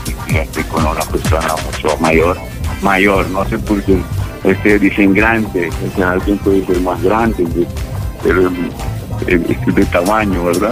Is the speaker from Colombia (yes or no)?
no; Nicaragua; now in United States; Yo soy nicaragüense, de Pino Ledo, de corazón.